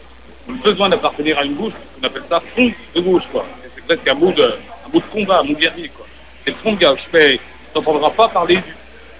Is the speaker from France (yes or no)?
yes; France; c'est vraiment ce qu'on appelle chez nous, en France, on a une expression